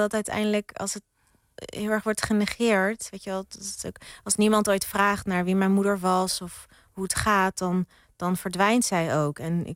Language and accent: Dutch; Rotterdam, South Holland, Netherlands; Ja, ik ben opgegroeid in Rotterdam. Echt een geboren en getogen Rotterdammer. Mijn moeders familie woont in Drenthe.